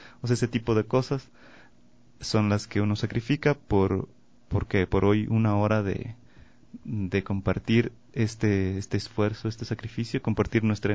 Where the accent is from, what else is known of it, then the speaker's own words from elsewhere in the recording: Quito, Pichincha, Ecuador; yo soy de Quito, entonces tengo la estrella Quito muy presente en mí